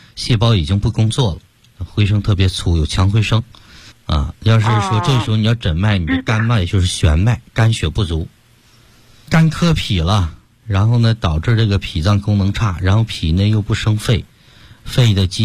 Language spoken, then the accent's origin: Chinese; Beijing, China; 纠正这个根儿我们北京人不是说病根儿吗？